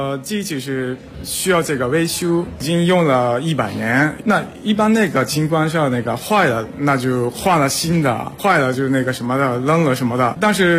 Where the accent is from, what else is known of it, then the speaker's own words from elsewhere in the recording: Japan; Chinese is a second language; 因为虽然我是日本人，从年轻的时候开始我也特别喜欢清酒，